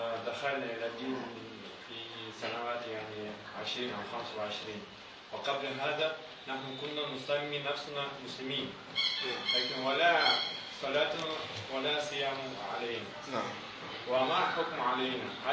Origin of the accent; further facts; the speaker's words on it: Russia; Arabic is a second language; في أيام اشتراكية عندنا في روسيا